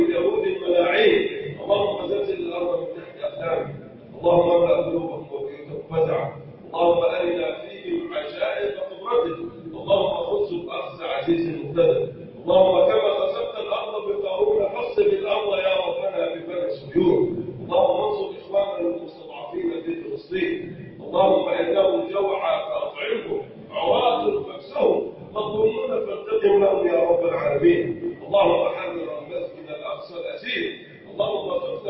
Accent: Egypt; اللهم ارفع عن بلدنا مصر الغلاء والبلاء والوباء

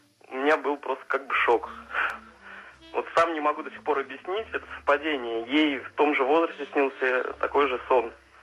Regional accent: Smolensk, Smolensk Oblast, Russia; Я из Смоленска.

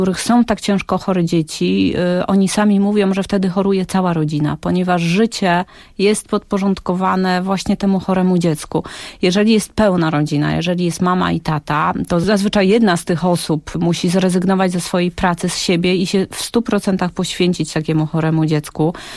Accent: Witnica, Lubusz Voivodeship, Poland; Mieszkaliśmy w większości, bo tam było troszeczkę przeprowadzek po drodze, ale w większości swoje dzieciństwo spędziłam w takim bardzo, bardzo małym miasteczku koło Gorzowa Wielkopolskiego, które nazywa się Witnica.

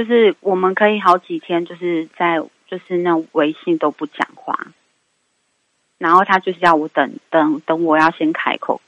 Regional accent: Taipei, Taiwan; 我是台北的

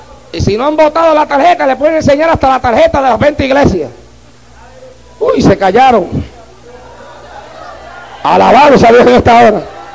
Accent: Puerto Rico; cuando yo salí de Puerto Rico para acá, a mí me dijeron que acá yo no podía predicar como predicaba en Puerto Rico

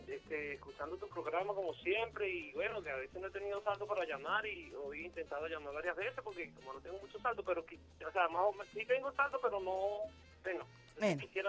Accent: Venezuela

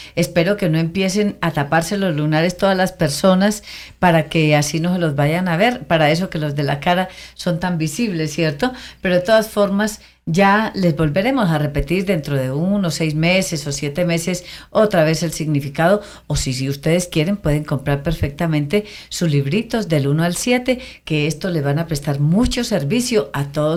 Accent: Concordia, Antioquia, Colombia; como yo me metí a Concordia, mi pueblo natal, me fui, me quedé 15 días

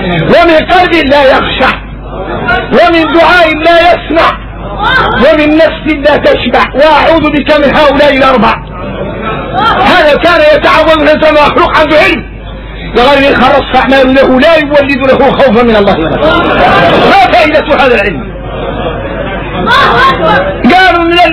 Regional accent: Mauritania; وإحنا موريتاني

